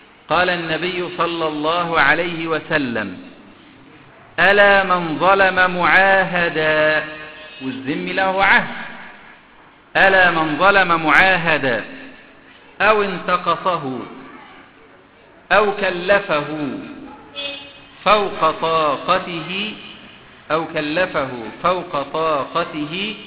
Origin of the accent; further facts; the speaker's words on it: Egypt; اللي عندنا في مصر